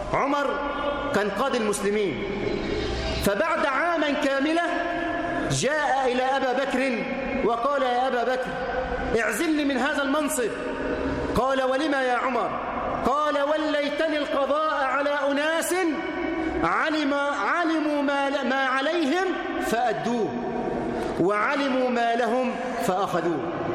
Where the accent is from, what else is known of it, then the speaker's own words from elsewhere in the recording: Egypt; اللهم اجعل بلدنا مصر أمنا أمانا سخاء رخاء